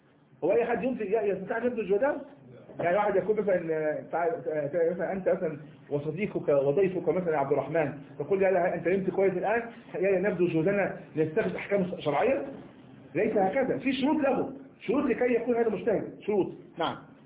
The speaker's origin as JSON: {"language": "Arabic", "country": "Egypt", "said": "كما نكون إحنا مصريين"}